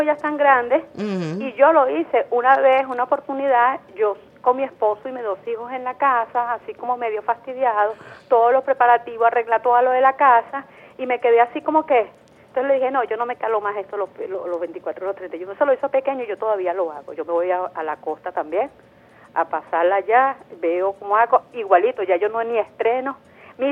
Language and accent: Spanish; Venezuela; como somos todas las venezolanas